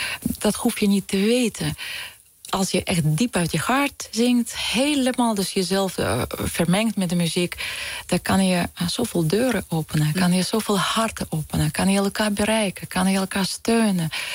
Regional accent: Ukraine; born there; Dutch is a second language; Ik voel ook heel zo verbonden aan Oekraïne. Aan mijn geboorteland.

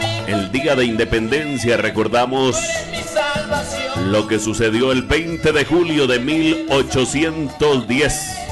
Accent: Colombia; Como buenos colombianos, como buenos ciudadanos, los invitamos a izar la bandera de nuestro país

